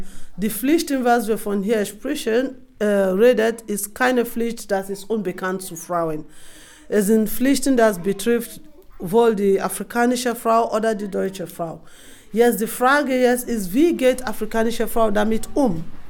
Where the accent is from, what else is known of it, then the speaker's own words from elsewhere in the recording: Nembe, Bayelsa, Nigeria; Ich erkläre ein bisschen von wo ich herkomme. Ich komme aus einem Ort namens Nembe.